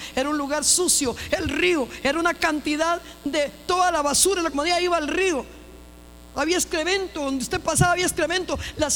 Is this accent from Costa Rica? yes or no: yes; Costa Rica; La gente tiene el concepto que yo soy por mi piel, pero no, yo soy bien tica, bien gallo pinto.